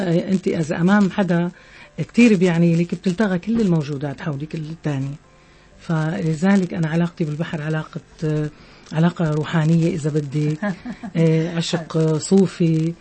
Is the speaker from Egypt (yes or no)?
no; Tartus, Tartus Governorate, Syria; يمكن لانه انا خلقت بهاي المدينه